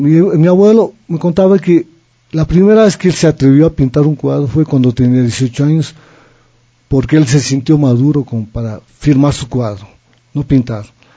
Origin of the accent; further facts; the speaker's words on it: Riobamba, Chimborazo, Ecuador; Yo cuando era muchacho viajaba a dedo de Riobamba, porque soy de Riobamba